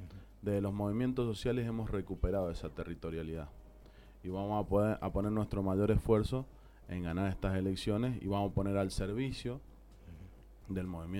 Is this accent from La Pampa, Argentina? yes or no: no; Mendoza, Argentina; Nosotros creemos que los mendocinos somos mendocinos y punto.